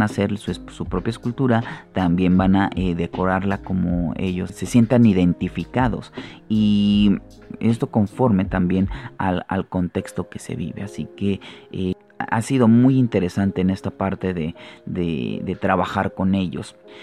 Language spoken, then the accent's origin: Spanish; Mexico City, Mexico; yo no soy de Jojutla, Morelos, pero yo soy de la Ciudad de México y me han adoptado muy bien.